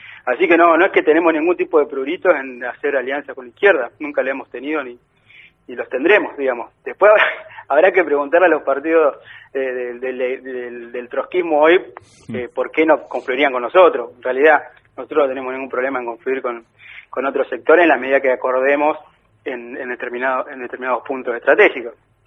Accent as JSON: {"language": "Spanish", "town": "El Chocón", "region": "Neuquén", "country": "Argentina", "tie": "born there", "said": "Yo nací en el Chocón, provincia de Neuquén, y empecé a militar también en Neuquén"}